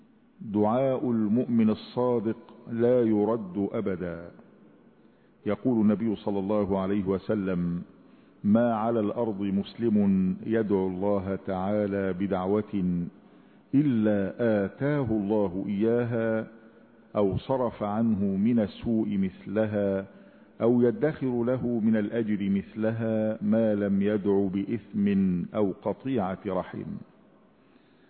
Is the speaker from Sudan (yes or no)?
no; Egypt; اللهم اجعل بلادنا مصر أمنا أمانا، سلما سلاما